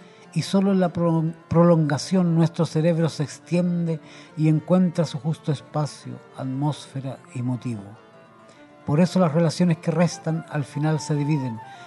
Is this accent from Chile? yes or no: yes; Chile; Bueno, yo soy chileno, ¿no? En Chile dicen, están arriba de la pelota.